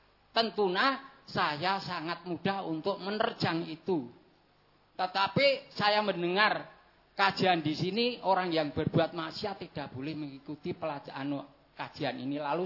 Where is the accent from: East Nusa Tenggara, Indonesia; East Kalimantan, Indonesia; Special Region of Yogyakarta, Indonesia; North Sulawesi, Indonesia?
Special Region of Yogyakarta, Indonesia; Gunung Kidul; karena saya dari Gunung Kidul, Cedak Watu, atau Ratu